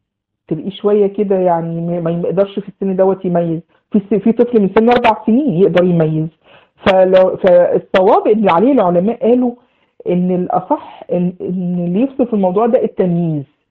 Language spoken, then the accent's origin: Arabic; Egypt; فمجها يعني زي ما بنقول عندنا في مصر بخها في وشه